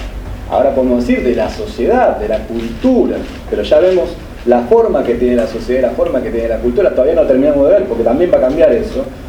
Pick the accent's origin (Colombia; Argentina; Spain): Argentina; Buenos Aires; Soy argentino, ¿qué más? Soy porteño, ¿qué más?